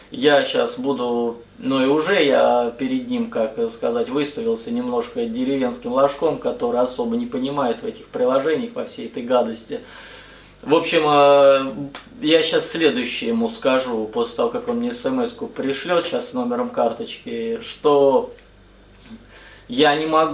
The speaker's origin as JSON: {"language": "Russian", "town": "Matveyevka", "region": "Rostov Oblast", "country": "Russia", "said": "Я просто из Матвеевки, но это рядом с Матвеевым Курганом, это Ростовская область, деревня."}